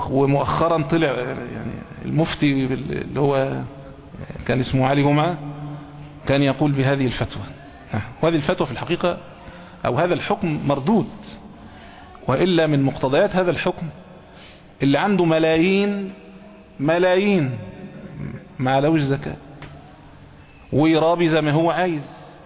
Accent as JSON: {"language": "Arabic", "country": "Egypt", "said": "احنا عندنا في مصر هنا ممكن التمر ما يبقاش قوت"}